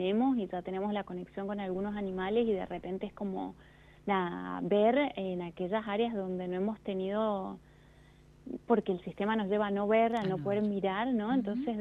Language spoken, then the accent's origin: Spanish; Mendoza, Argentina; Yo nací en Mendoza, vivo acá, vivo en Godoy Cruz, que es una ciudad dentro de Mendoza, y siempre he estado acá. Nací acá y aquí me quedé